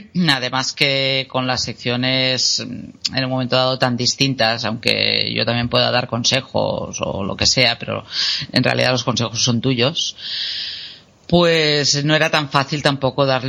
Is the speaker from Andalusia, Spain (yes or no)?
no; Barcelona, Catalonia, Spain; born there; pues yo me encuentro situada en el Portal de la Selva. Hace unos años que vivo aquí, aunque nací en Barcelona y aunque tampoco me considere de Barcelona. De hecho, suena muy así, pero me considero ciudadana del mundo.